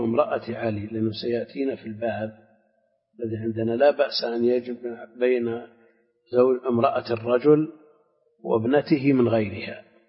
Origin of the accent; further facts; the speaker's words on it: Al-Qassim, Saudi Arabia; لا، عندنا في القصيم كثير تزوج اثنتين